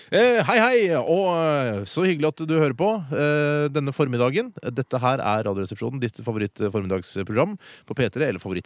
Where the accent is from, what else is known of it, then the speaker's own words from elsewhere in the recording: Oslo, Norway; Men vi har jo aldri opplevd homecoming, fordi vi er jo fra Oslo, og har bodd i Oslo hele livet